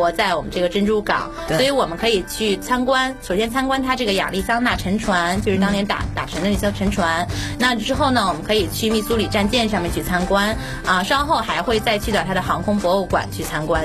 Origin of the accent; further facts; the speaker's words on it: China; 美国人过去看是带着一种心情，我们中国人去看又是一种心情